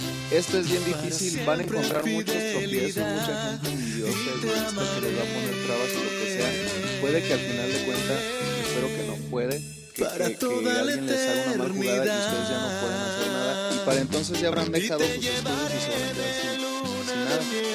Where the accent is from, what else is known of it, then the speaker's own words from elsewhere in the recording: Irapuato, Guanajuato, Mexico; born there; also born or lived in Pénjamo; toda mi familia es de Pénjamo, yo me considero de Pénjamo, pero yo nací aquí en Irapuato, pero estoy registrado en Pénjamo. Haz de cuenta, yo nací aquí en Irapuato